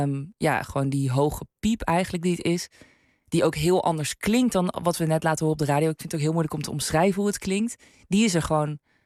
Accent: North Brabant, Netherlands; Ik ben een Brabander, ja, ik heb geen idee.

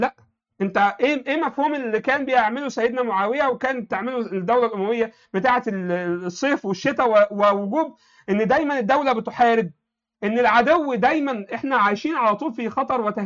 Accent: Egypt; انا عايش في مصر، انا مصري مسلم.

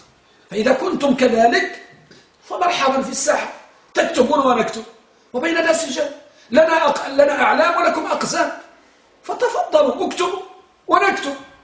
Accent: Morocco; أنتم ترون الآن عندنا بالمغرب

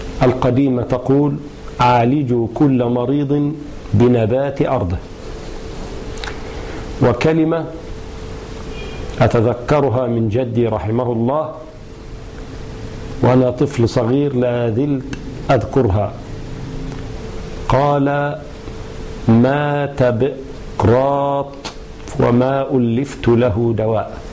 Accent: Egypt; والمشهور عندنا في مصر أنه يؤكل مملحا مخللا

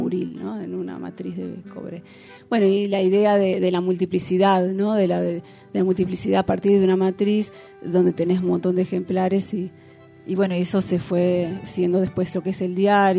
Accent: La Plata, Buenos Aires Province, Argentina; Bueno, yo soy de la ciudad de La Plata, de Buenos Aires.

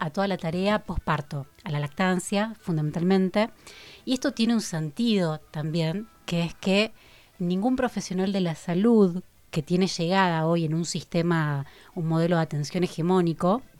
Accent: Rosario, Santa Fe, Argentina; Sí, me formé en Rosario, que es mi ciudad natal, hablando de nacimientos.

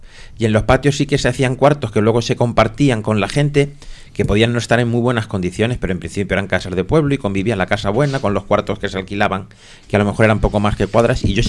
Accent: Madrid, Community of Madrid, Spain; Yo no de pequeño no me crié aquí, me crié en Aluche, que está cerca.

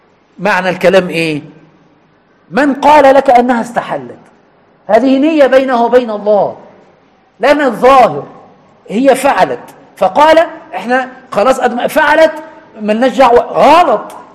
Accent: Egypt; كما نقول كمصريين دم خفيف

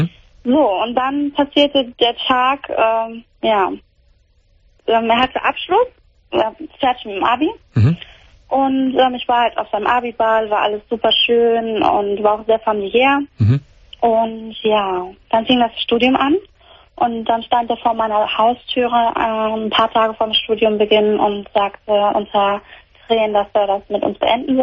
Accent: Croatia; now in Germany; Ich bin Kroatin.

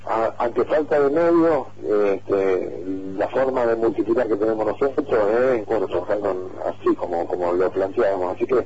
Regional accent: Esquel, Chubut, Argentina; somos de Chesquel, por lo menos por ahora

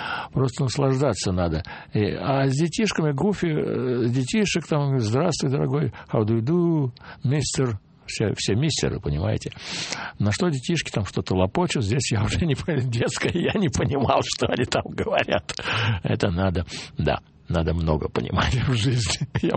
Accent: Moscow, Russia; я ему сказал, вот я из Москвы

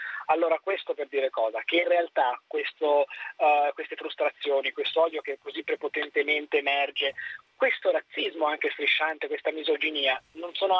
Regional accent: Perugia, Umbria, Italy; Sono nato a Perugia e vivo a Perugia

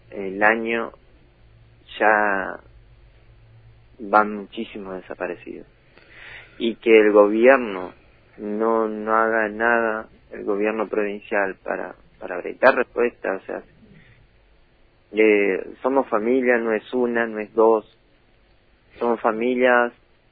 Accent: Valcheta, Río Negro, Argentina; Y yo nací, me crié acá en Balcheta, viví acá en Balcheta.

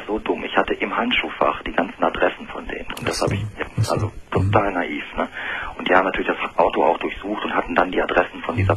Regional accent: Hannover, Lower Saxony, Germany; Ich komme eigentlich aus Westdeutschland, Hannover, die Gegend.

